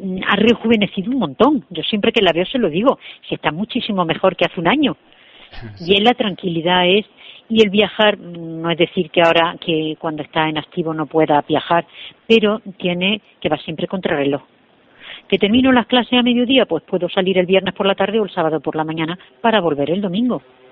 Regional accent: Santa Cruz de Mudela, Castilla-La Mancha, Spain; Yo soy de Santa Cruz de Mudela, de Ciudad Real. Entonces, el pueblo al que pertenecíamos era Valdepeña.

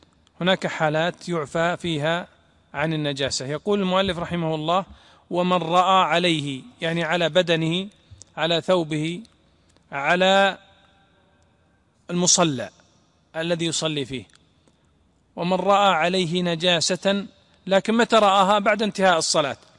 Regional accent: Najd, Saudi Arabia; فمثلا عندنا في نجد كانوا ويضعون أحسن ما تجبر به الأيدي

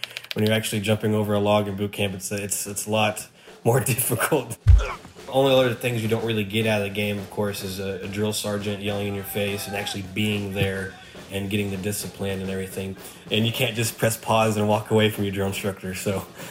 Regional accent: Oklahoma City, Oklahoma, United States; I'm from Oklahoma City, Oklahoma.

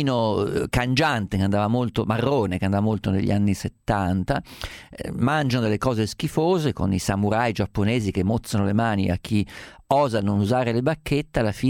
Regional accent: Umbria, Italy; mi piace il maiale perché sono umbro

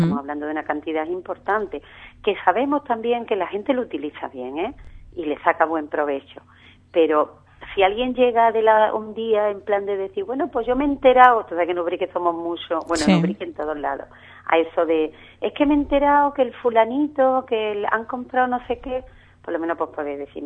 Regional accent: Ubrique, Andalusia, Spain; un pueblecillo como Ubrique, y con todo el cariño que yo le tengo a mi pueblo, quiero decirte que es una cosa pequeñita

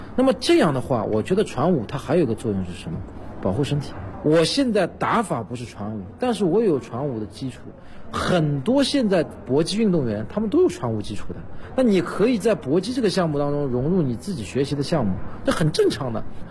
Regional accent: China

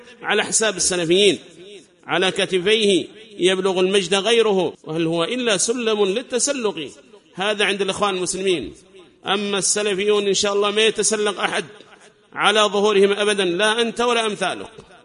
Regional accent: Yemen; ليس لك شأن عندنا في اليمن

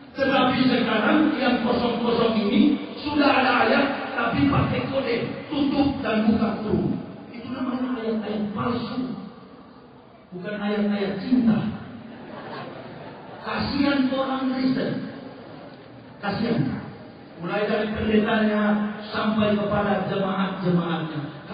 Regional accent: Manado, North Sulawesi, Indonesia; saya ini orang Manado.

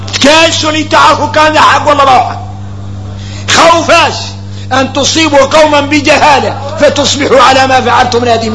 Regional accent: Mauritania; وهذا قال عندنا احنا موريتاني حديث متفق عليه

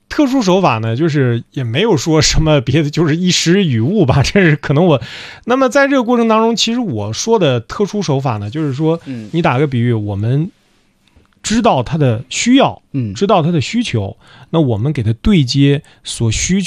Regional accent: China; 其实我们中国人出去到海外以后，也有好的，也有坏的。

